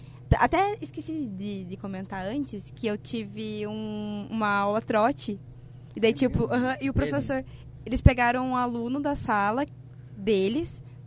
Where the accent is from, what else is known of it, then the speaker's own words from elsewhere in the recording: Curitiba, Paraná, Brazil; Então, eu sou de Curitiba mesmo, então eu tô cursando na faculdade da mesma cidade que eu.